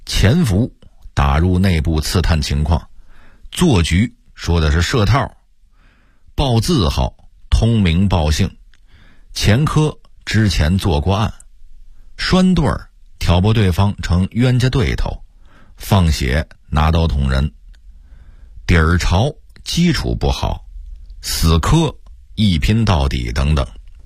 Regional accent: Beijing, China; 我是从小在胡同长大的

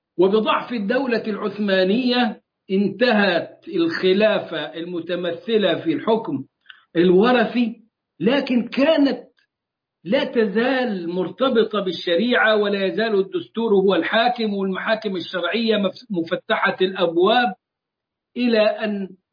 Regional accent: Egypt; الذي حدث عندنا في مصر

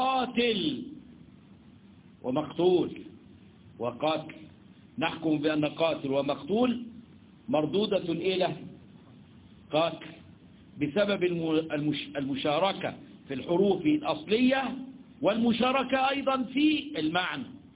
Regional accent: Egypt; عندنا في مصر بيقولوا عليها ايه؟ الكوشة. ما احنا لنا مصطلحات يا اولاد

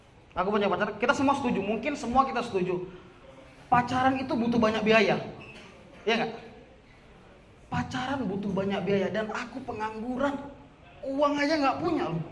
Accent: Medan, North Sumatra, Indonesia; aku dari Medan, teman-teman.

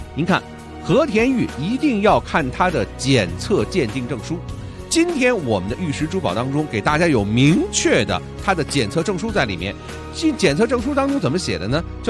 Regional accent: China; 作为一个中国人啊，我们呢家里呢怎么着也得有块玉

